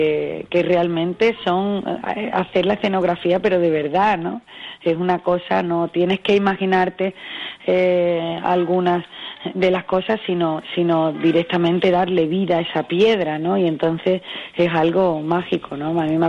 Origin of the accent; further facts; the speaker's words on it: Cádiz, Andalusia, Spain; después de Sagunto tenemos Cádiz, que es un sitio muy especial por ser mi tierra